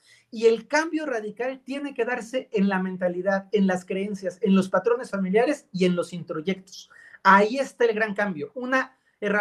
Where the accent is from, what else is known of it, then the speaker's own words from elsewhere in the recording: Mexico; yo soy latino, soy mexicano, en muchos países de América Latina, nuestros ancestros fueron campesinos que la pasaron dura